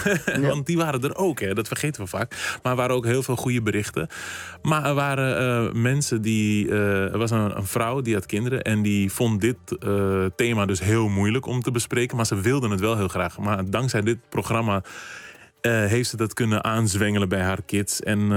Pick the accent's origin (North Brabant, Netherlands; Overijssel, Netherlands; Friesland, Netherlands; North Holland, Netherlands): North Holland, Netherlands; Amsterdam; born there; Dus ik ben hier geboren, gewoon Amsterdam, Nederland. Ik voel me ook gewoon Nederlander, maar ik voel me ook echt Kaapverdiaan.